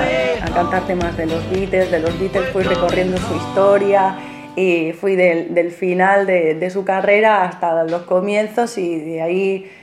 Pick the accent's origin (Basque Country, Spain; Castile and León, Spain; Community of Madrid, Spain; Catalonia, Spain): Castile and León, Spain; Segovia; moved away as an adult; now in Buenos Aires, Argentina; Soy española de una región en Castilla que se llama Segovia y vine a Buenos Aires hace 15 años a buscarme la vida como actriz.